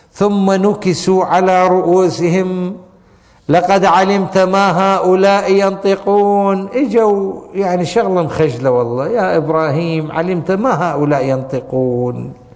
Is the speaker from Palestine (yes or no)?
no; Iraq; عندنا بالعراق يقول لك اسم الله يابا